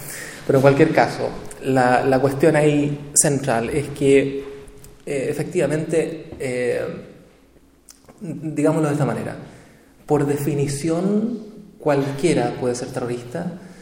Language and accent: Spanish; Chile; el caso nuestro, que nosotros somos chilenos, es más probable que nosotros seamos acusados de terrorista que un ciudadano europeo, por ejemplo. Bueno, yo no sé si tiene ciudadanía europea, pero yo no.